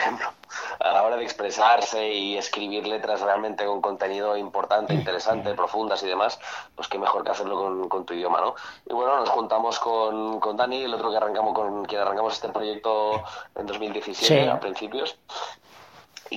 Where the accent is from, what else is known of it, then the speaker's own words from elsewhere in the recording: Catalonia, Spain; first language Catalan; Spanish is a second language; siendo catalán, y es mi primera lengua, es mi lengua materna, catalán